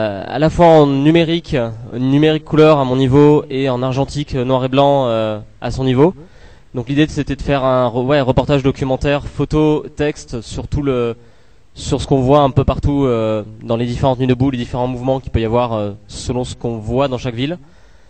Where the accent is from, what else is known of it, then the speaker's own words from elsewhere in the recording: Toulouse, Occitanie, France; donc on est de Toulouse, donc on a vu pas mal ce que ça donnait là-bas